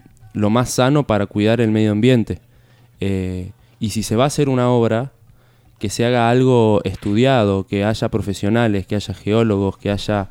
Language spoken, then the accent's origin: Spanish; Capilla del Monte, Córdoba, Argentina; also born or lived in La Falda; Sí, yo me crié acá en Capilla del Monte. Bueno. Nací en La Falda, viví en Charbo 4 años.